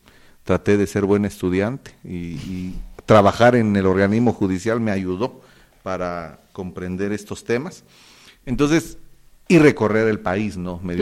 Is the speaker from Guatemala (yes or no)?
yes; Cobán, Alta Verapaz, Guatemala; born there; soy abogado, nací en Cobán